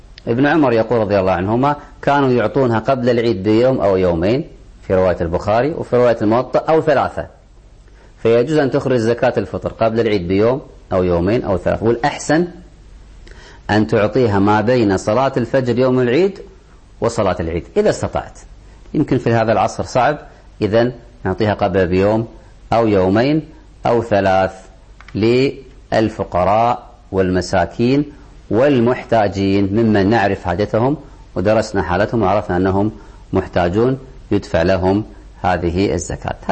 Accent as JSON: {"language": "Arabic", "country": "Kuwait", "said": "الخادمة في البيت في الغالب عندنا في الكويت تأكل مما نأكل وتشرب مما نشرب،"}